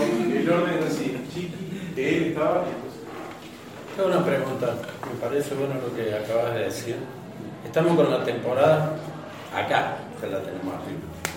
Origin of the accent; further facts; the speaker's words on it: Capilla del Monte, Córdoba, Argentina; born there; Soy nacido en Capilla del Monte. Tengo 60 años.